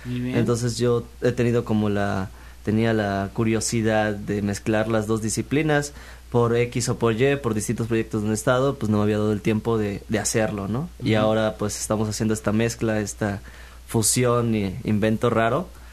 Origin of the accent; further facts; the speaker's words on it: Xalapa, Veracruz, Mexico; Soy de aquí, de Jalapa. De originario Jalapa. De Jalapa, Veracruz.